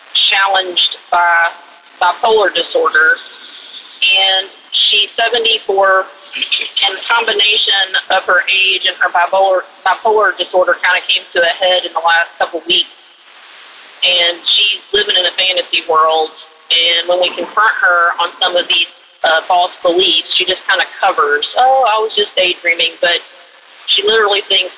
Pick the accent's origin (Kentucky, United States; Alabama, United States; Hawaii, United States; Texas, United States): Kentucky, United States; from Kentucky, and I'm imitating Lee from New Jersey, calling from my car.